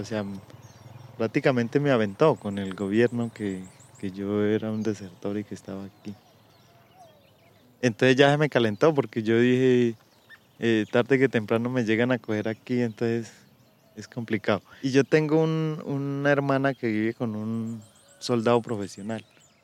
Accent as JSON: {"language": "Spanish", "region": "Caquetá", "country": "Colombia", "tie": "born or raised there", "also_born_or_lived": "Tolima", "said": "yo me siento caqueteño en donde vaya. A pesar de que yo no fui nacido en el Caquetá, yo nací por ahí en el Tolima. Pues eso es lo que dicen mis papás, que yo estaba de brazos cuando ellos se fueron para el Caquetá."}